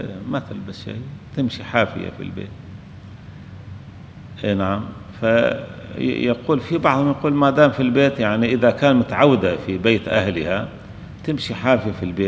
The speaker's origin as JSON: {"language": "Arabic", "country": "Syria", "said": "عندنا في سوريا يلبسون يسمون المانطو"}